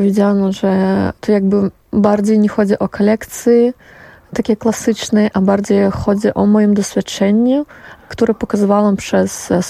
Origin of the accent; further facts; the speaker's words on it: Brest Region, Belarus; Nie jestem z Mińska. Jestem z Polesia, zawsze mówię Polesia. To jakby brzeski region. Urodziłam się tam i rosłam tam i później już pojechałam na studia do Mińska.